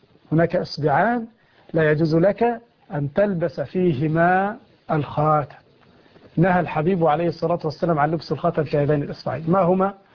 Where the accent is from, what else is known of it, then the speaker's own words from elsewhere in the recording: Egypt; خياطين يفعلون عندنا في مصر هذا الخطان من الحرير